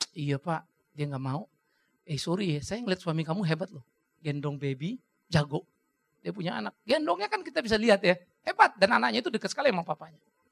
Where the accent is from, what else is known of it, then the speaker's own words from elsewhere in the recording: Germany; Kita orang Jerman maka selalu pikir, banyak teman-teman juga selalu lihat, emang kalau orang ke gereja jadi baik?